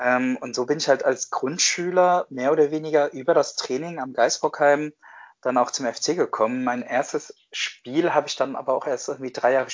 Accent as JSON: {"language": "German", "town": "Cologne", "region": "North Rhine-Westphalia", "country": "Germany", "tie": "born or raised there", "said": "Ich bin am Kölner Südbahnhof aufgewachsen."}